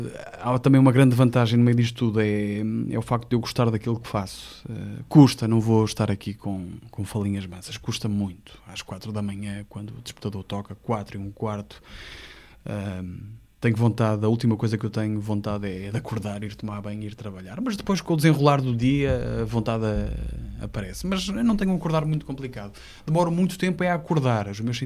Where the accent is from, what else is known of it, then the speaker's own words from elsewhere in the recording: Porto, Norte, Portugal; No Porto, quando eu vou ao Porto, atenção, eu sou do Porto